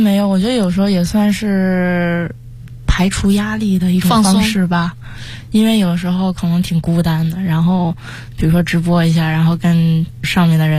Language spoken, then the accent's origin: Chinese; Beijing, China; 不过我觉得最终可能还是会回到北京吧，我还是很喜欢北京的，从小生活在这里，也希望可以陪在爸妈身边。